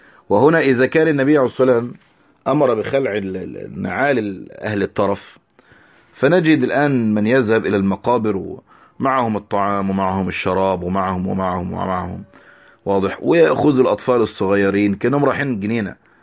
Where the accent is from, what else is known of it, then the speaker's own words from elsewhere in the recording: Egypt; كالمقابر اللي عندنا في مصر المحروسة مثلا